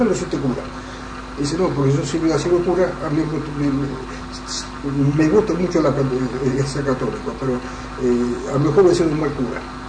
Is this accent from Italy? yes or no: yes; Italy; Soy italiano